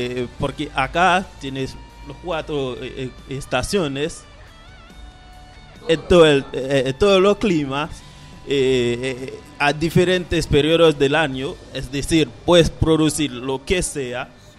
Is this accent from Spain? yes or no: no; Haiti; Spanish is a second language; las cosas que pasan en mi país. La pelea es igual. Ahí es un país hermoso, Haití